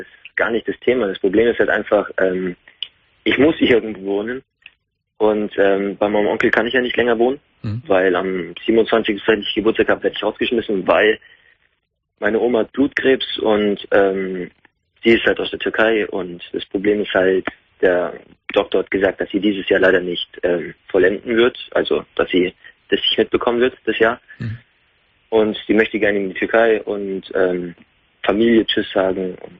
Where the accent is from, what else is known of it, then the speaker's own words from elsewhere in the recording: Munich, Bavaria, Germany; ich bin gebürtiger Münchner und Regensburg ist 150 Kilometer entfernt